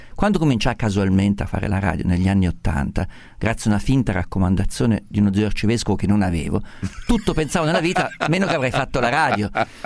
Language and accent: Italian; Perugia, Umbria, Italy; Sono perugino.